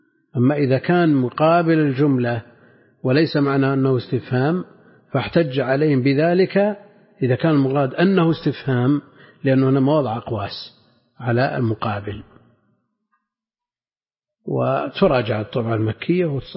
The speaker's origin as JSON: {"language": "Arabic", "region": "Najd", "country": "Saudi Arabia", "said": "لا سيما عندنا في نجد أكثر يمكن حدود 10 نسخ"}